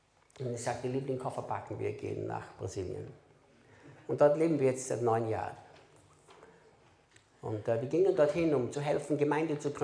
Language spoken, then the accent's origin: German; Austria; Dann muss ich Deutsch sprechen, weil sonst hätte ich Steirisch